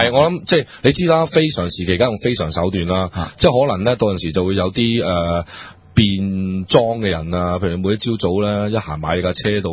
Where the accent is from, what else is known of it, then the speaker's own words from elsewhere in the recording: China; 咁所以就即係睇到其實我哋中國人呢，即係其實真係八幾年係冇變過